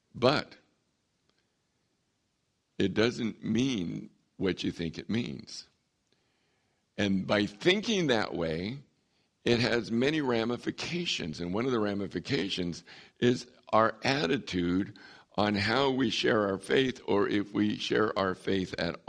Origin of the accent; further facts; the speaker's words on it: San Diego, California, United States; moved away as an adult; I grew up in San Diego. I always thought I would stay in San Diego all my life, be near the ocean. I always thought that. And God, 42 years ago, moved me to the desert.